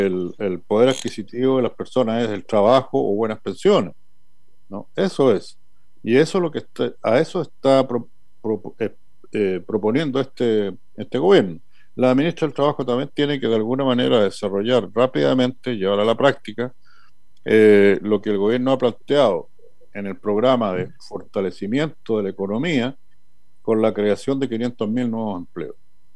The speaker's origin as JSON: {"language": "Spanish", "country": "Chile", "said": "porque todos somos chilenas y chilenos y nos cabe una responsabilidad al respecto."}